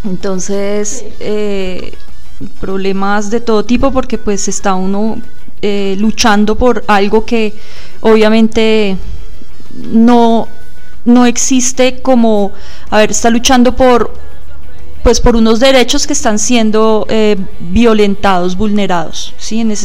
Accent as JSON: {"language": "Spanish", "region": "Bogotá", "country": "Colombia", "said": "nosotros no somos de Huasca, somos de Bogotá. Irse a vivir a Huasca"}